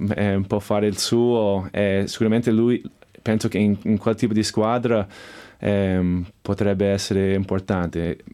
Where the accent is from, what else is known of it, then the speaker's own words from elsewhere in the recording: Chicago, Illinois, United States; Italian is a second language; also born or lived in Evanston; now in Italy; Io sono di Chicago, quindi io ho cresciuto con Michael Jordan